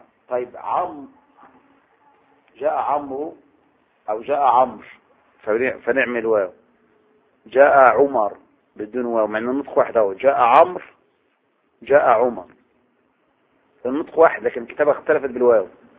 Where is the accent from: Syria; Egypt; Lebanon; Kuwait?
Egypt; ولهذا اللي يجي احنا نيجي بقى نستدل على بلدنا مصر بأي آية